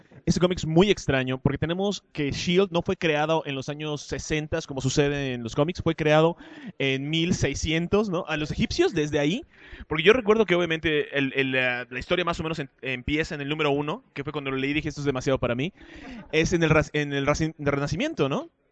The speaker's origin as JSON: {"language": "Spanish", "country": "Mexico", "said": "¿por qué si soy mexicano tengo que consumir y aprobar de todo lo mexicano?"}